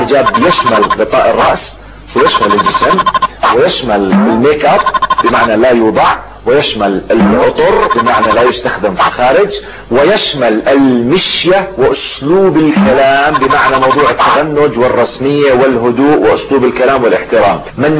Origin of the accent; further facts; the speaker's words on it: Jordan; زي ما يقولوا بلهجتنا العامية في الأردن نيالك